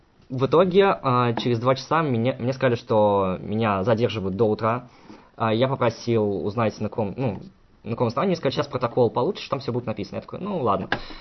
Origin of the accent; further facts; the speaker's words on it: Saratov, Saratov Oblast, Russia; Я говорю, я сам из Саратова.